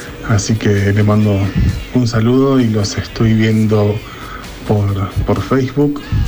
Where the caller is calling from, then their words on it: Villa Elisa, Buenos Aires Province, Argentina; de Villa Elisa de La Plata.